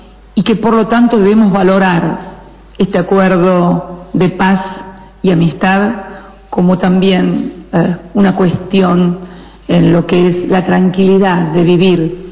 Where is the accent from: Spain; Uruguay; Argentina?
Argentina; en nombre de mi pueblo, en nombre de mi país, la nación argentina